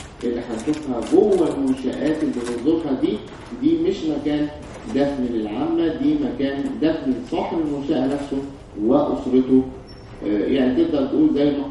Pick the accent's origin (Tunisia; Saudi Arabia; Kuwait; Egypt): Egypt; لكن بالنسبه لنا كمصريين